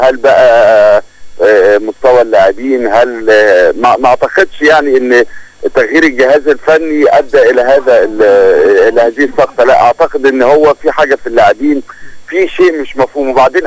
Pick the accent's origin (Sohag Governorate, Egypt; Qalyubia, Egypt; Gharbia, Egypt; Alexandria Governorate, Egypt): Alexandria Governorate, Egypt; Alexandria; انا من ابناء اسكندرية فاقدر عارف امكانيات المحافظة